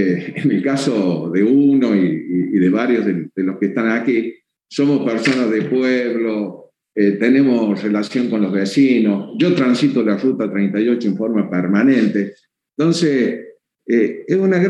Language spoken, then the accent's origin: Spanish; Cruz del Eje, Córdoba, Argentina; porque yo soy de Cruz del Eje, la 38